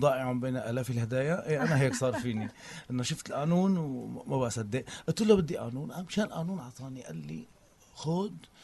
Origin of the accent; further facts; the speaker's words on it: Aleppo, Aleppo Governorate, Syria; نحن عندنا بحلب تلبيسات، حفلات شعبية، أعراس